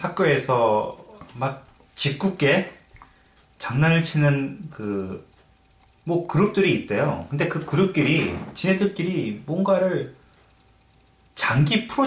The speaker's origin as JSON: {"language": "Korean", "country": "South Korea", "tie": "born or raised there", "moved": "yes", "lives_now": "London, United Kingdom", "said": "저희가 한국에서 학창 시절을 보냈던 사람 입장에서는 상상도 못할 일이죠."}